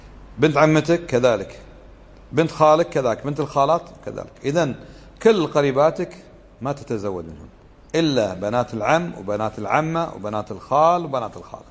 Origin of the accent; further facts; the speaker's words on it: Kuwait; accent: Kuwaiti; وعندنا في لهجتنا في الكويت يسمى الصهر نسيب، هذا خطأ.